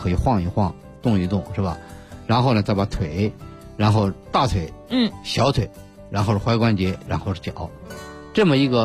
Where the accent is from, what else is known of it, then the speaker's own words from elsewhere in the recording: China; 但是我们中国人有一个习惯啊，我们中国人特别不愿意做两件事儿